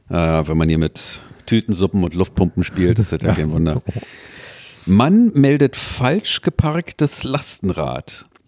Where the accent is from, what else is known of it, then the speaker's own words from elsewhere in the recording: Berlin, Germany; Dann sagen wir als Berliner, interessiert uns ein Scheißdreck.